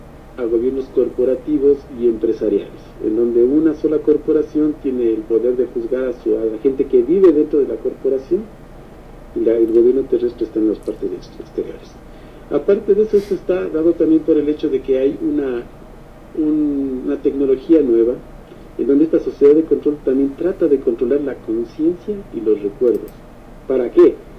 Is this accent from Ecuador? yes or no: yes; Ecuador; lo que nosotros como ecuatorianos lo que nos limita siempre